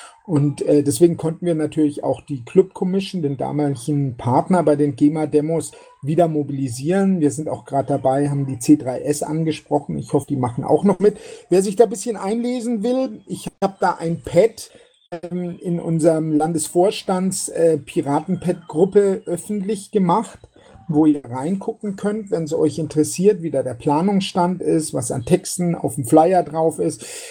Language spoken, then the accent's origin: German; Berlin, Germany; weil es würde uns auf alle Fälle als Berliner auch sehr gut tun